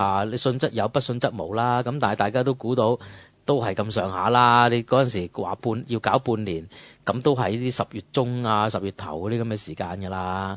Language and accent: Cantonese; Hong Kong; 你唔好咁對我哋香港人得唔得啊